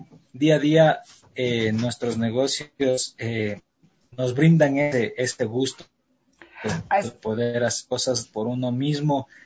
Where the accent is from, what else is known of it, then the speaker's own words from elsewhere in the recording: Quito, Pichincha, Ecuador; yo soy quiteño, tengo 31 años. Mis papás son, mi papá es de aquí de Quito y mi mamá es propia de Azogues.